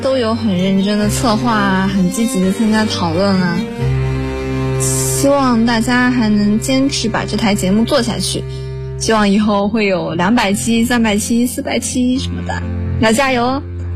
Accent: Suzhou, Jiangsu, China; 我是来自江苏苏州的一名高二学生。

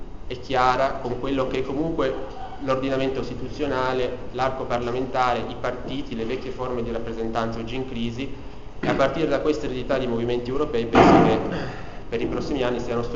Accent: Piedmont, Italy; declinare da piemontese

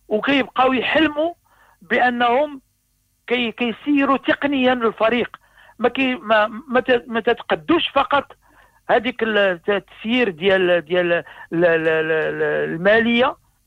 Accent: Morocco; العكس العكس اللي كيطرح عندنا في المغرب

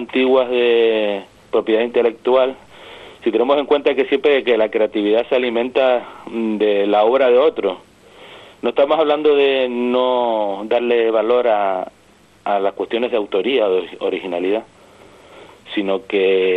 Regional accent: Las Palmas, Canary Islands, Spain; como soy natural de Las Palmas, me acerco a los sonidos desde otra perspectiva

